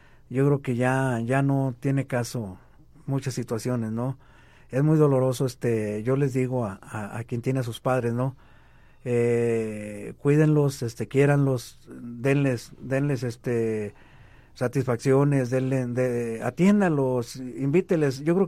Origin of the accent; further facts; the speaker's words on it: Monterrey, Nuevo León, Mexico; Una barbacoa muy al estilo de mi tierra, de Monterrey, nada